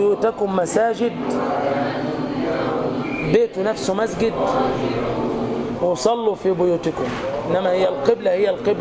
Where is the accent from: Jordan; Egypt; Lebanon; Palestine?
Egypt; يعني مش عشان احنا مصريين